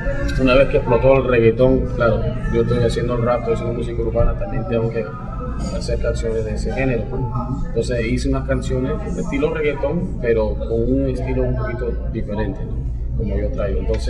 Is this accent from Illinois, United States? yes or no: yes; Chicago, Illinois, United States; also born or lived in Lima, Peru; Sí, nací en Lima y criado en Chicago.